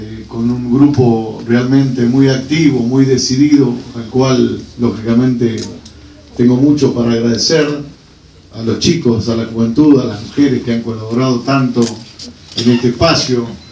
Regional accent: Argentina; porque soy un argentino preocupado que leo permanentemente todo lo que puedo y realmente creo que este país tiene mucho para cambiar

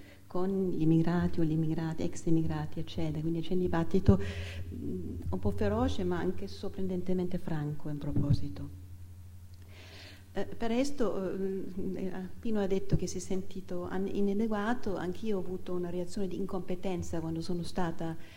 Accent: Germany; io che sono tedesca, anche la nazionalità tedesca

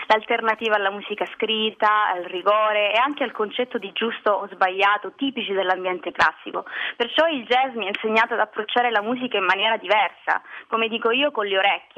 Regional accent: Calabria, Italy; now in Rome, Italy; dai 5 ai 15 anni ho fatto parte del gruppo folk della mia città, per cui sono cresciuta cantando e ballando le musiche tradizionali della mia terra, la Calabria. Però anche successivamente, quando mi sono trasferita a Roma

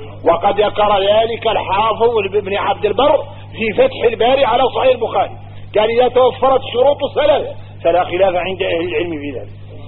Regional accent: Mauritania; احنا موريتاني نعيش مدرستين مطاحنات

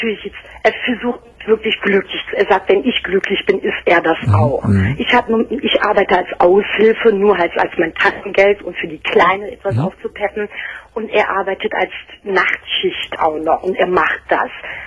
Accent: Turkey; German is a second language; now in Germany; ich komme aus dem Süden, sprich aus der Türkei.

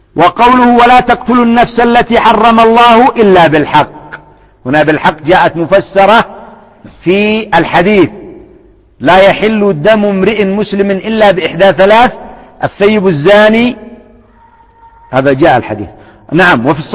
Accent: Yemen; الآن النساء يشجعنه عندنا في اليمن

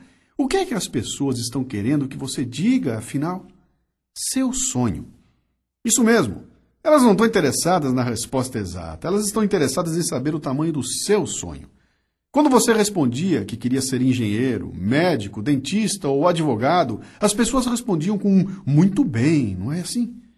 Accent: Bauru, São Paulo, Brazil; now in São Paulo, Brazil; Eu nasci em Bauru e vim pra Capitar com 19 anos pra estudar.

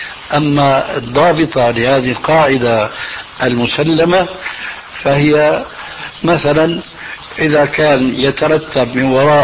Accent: Syria; نضربها كما يقولون عندنا في الشام علاوية

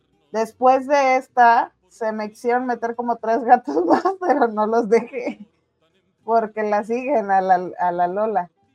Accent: Mexico; Creo que les debemos mucho, pero mucho como mexicanos y como mexicanas

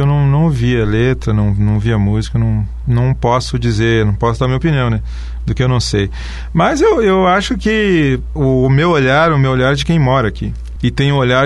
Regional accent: Porto Alegre, Rio Grande do Sul, Brazil; now in Foz do Iguaçu, Brazil; A minha cidade natal, Porto Alegre, tem problemas e muitos.

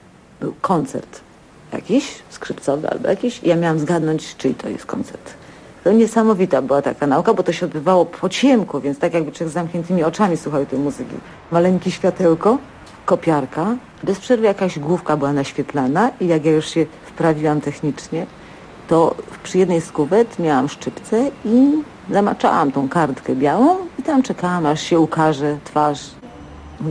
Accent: Suchedniów, Świętokrzyskie Voivodeship, Poland; born there; Że się urodziłam w Suchedniowie, niedaleko poczty.

